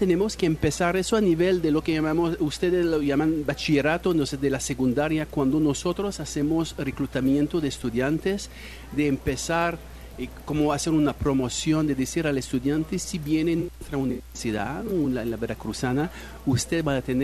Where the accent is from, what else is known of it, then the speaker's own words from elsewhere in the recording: Quebec, Canada; first language French; Spanish is a second language; bueno, anglófono, pero yo vengo de Quebec.